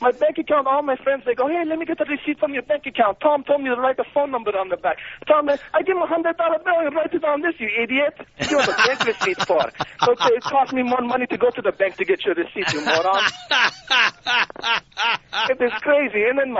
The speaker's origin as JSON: {"language": "English", "country": "Iran", "said": "I'm from Iran. I'm Iranian."}